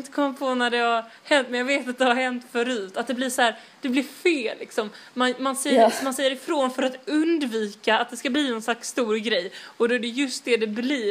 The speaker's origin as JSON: {"language": "Swedish", "town": "Malmö", "region": "Skåne", "country": "Sweden", "said": "Jag kommer från Rosenvång."}